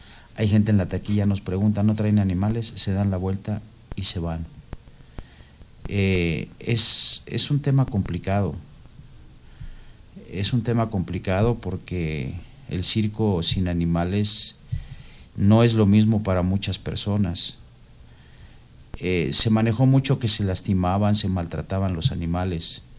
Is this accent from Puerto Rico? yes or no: no; Mexico; Nosotros somos mexicanos y podemos habitar en China. Nuestra hábitat es México